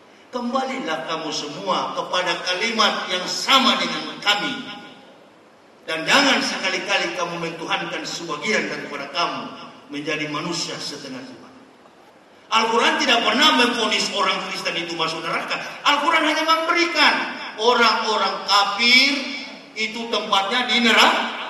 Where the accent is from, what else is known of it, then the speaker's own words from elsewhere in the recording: Manado, North Sulawesi, Indonesia; Saya orang Manado